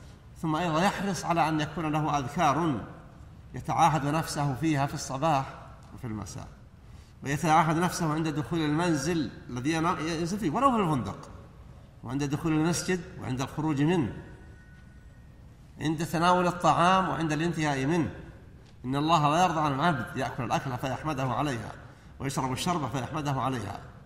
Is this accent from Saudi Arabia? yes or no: yes; Saudi Arabia; أن يحفظ على بلادنا المملكة العربية السعودية